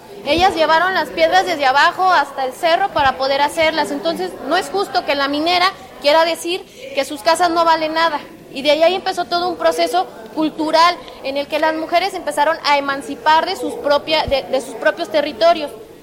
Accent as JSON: {"language": "Spanish", "region": "Zacatecas", "country": "Mexico", "said": "vengo de Zacatecas."}